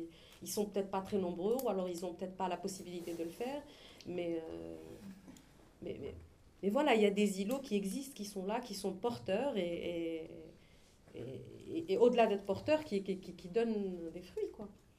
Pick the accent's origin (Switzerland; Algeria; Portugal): Algeria; Algiers, Algiers Province; Je parle en tant qu'Algérienne lambda qui vit à Alger.